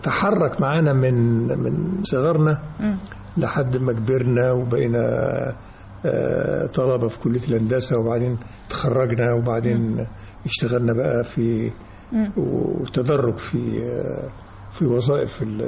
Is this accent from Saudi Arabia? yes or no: no; Beheira, Egypt; born there; also born or lived in Gharbia / United States; البحيرة كنت صغير بقى يعني لطبيعة عمل والدي فكنا بنقعد في كل بلد شوية ففي البحيرة اتولدت فكنت صغير